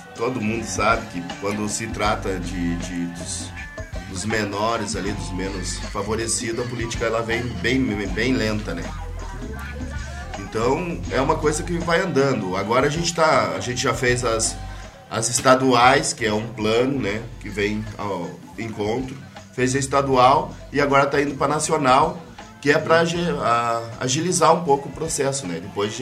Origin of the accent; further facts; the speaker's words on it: Passo Fundo, Rio Grande do Sul, Brazil; now in Porto Alegre, Brazil; a gente não é de Porto Alegre, a gente é de Passo Fundo.